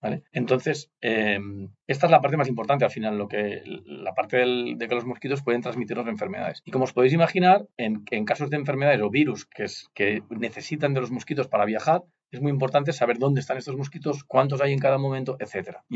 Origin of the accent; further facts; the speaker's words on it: Catalonia, Spain; Nosotros venimos de la provincia de Gerona y de Cataluña